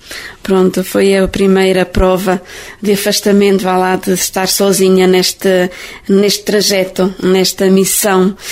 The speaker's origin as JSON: {"language": "Portuguese", "region": "Leiria", "country": "Portugal", "said": "Eu sou de Leiria, diocese de Leiria, da paróquia de Monte Redondo."}